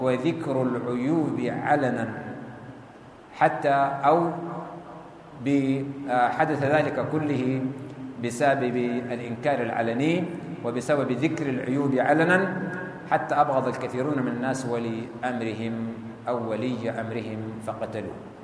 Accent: Sudan; في بلدنا السودان

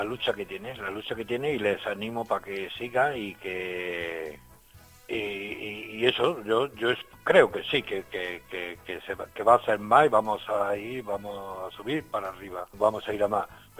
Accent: Granada, Andalusia, Spain; born there; moved away; Yo soy nacido en Granada, pero me vine aquí en el año 78.

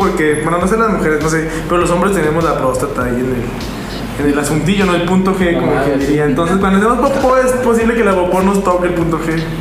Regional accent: Celaya, Guanajuato, Mexico; born there; Yo nací en Celaya.

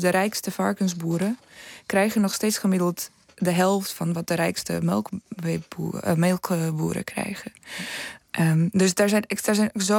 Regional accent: Slovakia; Dutch is a second language; now in Netherlands; Ja, ik kom zelf niet uit Nederland, namelijk ik kom uit Slowakije. We hebben heel veel bergen

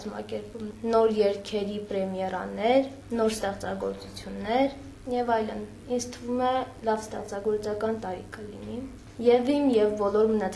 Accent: Nagorno-Karabakh, Azerbaijan; Լոկ մարդ եւ լոկ հայ, լոկ արցախցի։

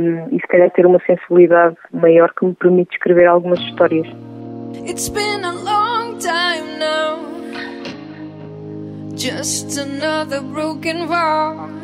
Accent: Centro, Portugal; eu como nascida e criada na Beira Interior

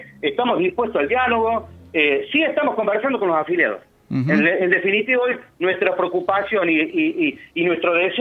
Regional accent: Villa Allende, Córdoba, Argentina; Yo estoy como secretario político de la 62 Colón, que también soy de Villa Allende.

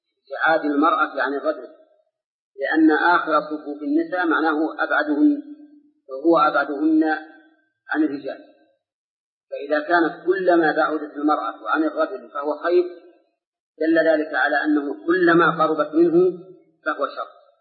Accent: Saudi Arabia; أي في بلادنا المملكة العربية السعودية

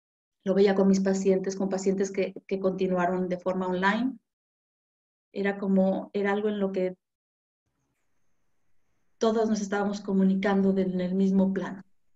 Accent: Mexico; now in Spain; siempre he pensado que España me ha enseñado mucho. México me ha dado mucho. Amo mi tierra, amo mi país, amo mi familia.

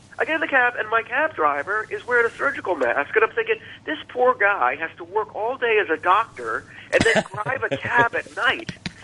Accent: Ireland; Yeah, because it's 21 years old where I grew up, and I'm Irish.

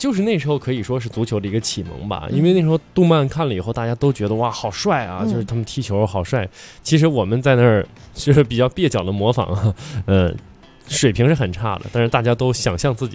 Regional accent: Inner Mongolia, China; 小时候在内蒙古胡同少啊，因为建地面积挺大的

